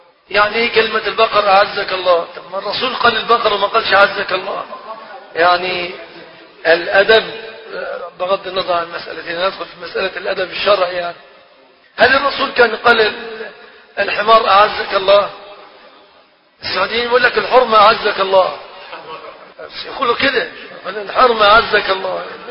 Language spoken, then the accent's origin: Arabic; Egypt; يعني احنا من مصر يعني يجيبوا منين؟